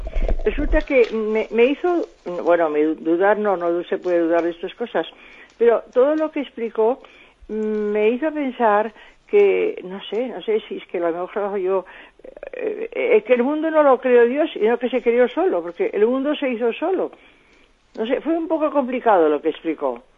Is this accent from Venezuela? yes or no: no; Barcelona, Catalonia, Spain; de Barcelona, del voluntariado.